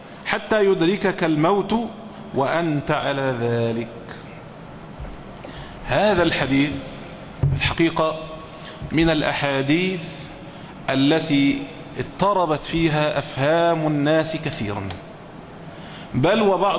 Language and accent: Arabic; Egypt; يعني عندنا في مصر هنا مثلا